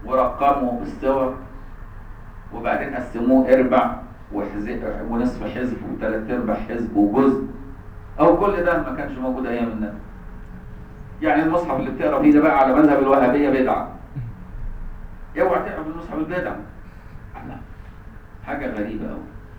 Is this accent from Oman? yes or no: no; Egypt; احنا عندنا في مصر دي عيبة قوي